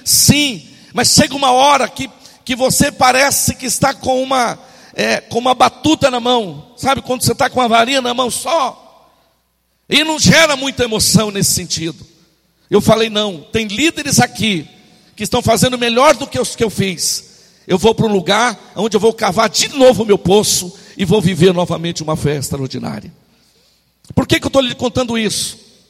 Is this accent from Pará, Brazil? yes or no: yes; Santarém, Pará, Brazil; eu sou natural de Santarém, para os que não me conhecem, eu tenho 24 anos que eu caminho na minha fé, nasci em uma célula, há 24 anos atrás, em uma das nossas células